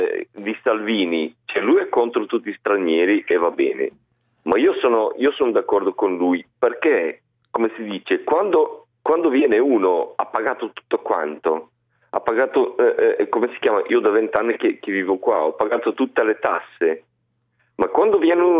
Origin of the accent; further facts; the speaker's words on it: Bulgaria; Italian is a second language; now in Italy; Sono bulgaro.